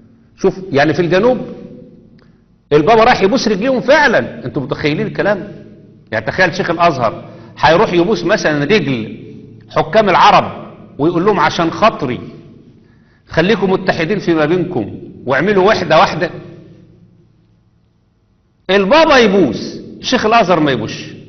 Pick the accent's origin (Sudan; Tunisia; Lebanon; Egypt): Egypt; اللي عندنا في مصر